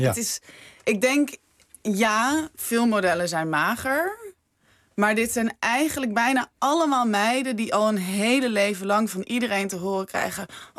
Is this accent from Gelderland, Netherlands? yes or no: yes; Wageningen, Gelderland, Netherlands; Ik kom uit Wageningen.